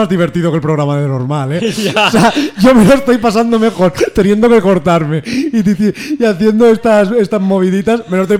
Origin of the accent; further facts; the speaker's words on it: Valencian Community, Spain; Yo soy de la Marina Alta.